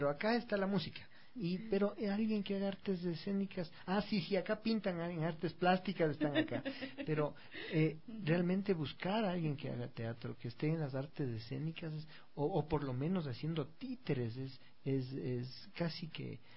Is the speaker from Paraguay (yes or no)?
no; Calderón, Pichincha, Ecuador; Yo vengo de Calderón, yo estoy en Llano Grande, pero Calderón ya es otra ciudad, es Ambato.